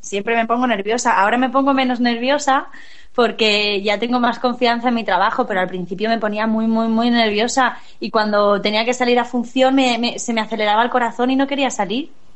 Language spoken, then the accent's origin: Spanish; Catarroja, Valencian Community, Spain; Hice, cuando era muy pequeña, a lo mejor tenía 6 años, una función de teatro en mi pueblo, con el grupo de teatro del pueblo de Catarroja